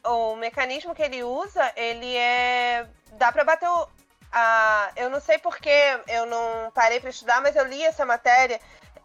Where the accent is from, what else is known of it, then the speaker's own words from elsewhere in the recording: Nova Iguaçu, Rio de Janeiro, Brazil; Eu sou de Nova Iguaçu, para quem não conhece o estado do Rio, mas eu cresci no mesmo bairro que tinha um CIEP